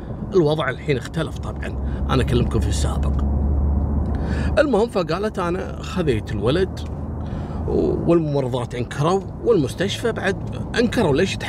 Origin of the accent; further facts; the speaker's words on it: Kuwait; وقصة مشهورة جدا عندنا في الكويت وذكرتها كل الصحف